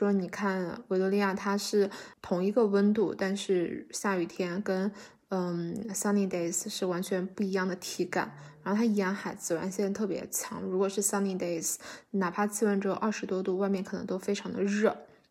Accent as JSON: {"language": "Chinese", "country": "China", "lives_now": "Canada", "said": "我们中国人喜欢就是坐北朝南嘛，我不知道他们这边。"}